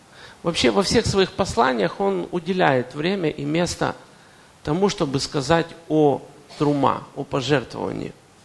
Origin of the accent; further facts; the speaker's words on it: Kyiv, Ukraine; несмотря на то, что я коренной киевлянин, там родился и вырос